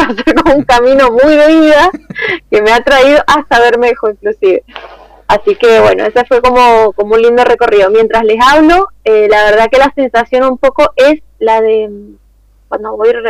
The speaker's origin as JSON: {"language": "Spanish", "town": "Tunuyán", "region": "Mendoza", "country": "Argentina", "tie": "born or raised there", "moved": "as an adult", "said": "yo soy oriunda de Tunuyán, me vine a estudiar en el 2001 para acá."}